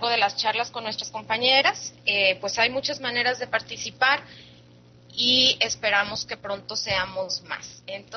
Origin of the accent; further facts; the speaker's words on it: Mexico; Como toda mexicana, quiero darles la bienvenida y como decimos en México, mi casa es su casa.